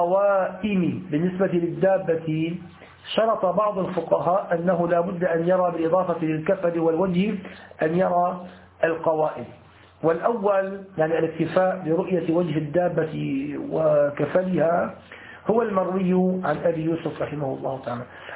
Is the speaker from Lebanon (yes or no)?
no; Damascus Governorate, Syria; يعني يسموها عندنا في سوريا في الشام أرض الديار